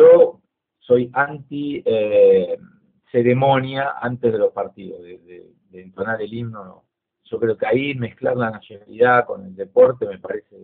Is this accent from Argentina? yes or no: yes; Argentina; como ex deportista, periodista y aficionado al fútbol, que lo mamé de pibe como cualquier chico en la Argentina